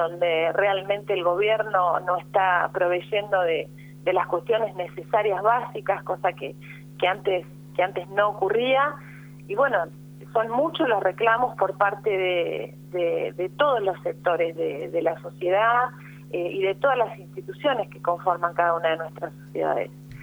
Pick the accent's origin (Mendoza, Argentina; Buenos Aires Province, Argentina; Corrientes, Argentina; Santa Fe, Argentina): Buenos Aires Province, Argentina; Pigüé; Yo soy de Pigüé, del distrito de Saavedra.